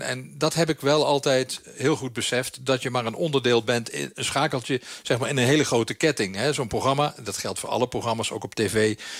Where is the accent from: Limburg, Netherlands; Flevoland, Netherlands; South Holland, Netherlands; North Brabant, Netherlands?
Limburg, Netherlands; Want ja, ik ben in Limburg opgegroeid, Zuid-Limburg.